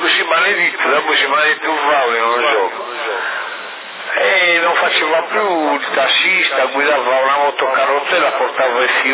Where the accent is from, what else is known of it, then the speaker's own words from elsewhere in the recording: Sassari, Sardinia, Italy; Siamo tutti di Sassari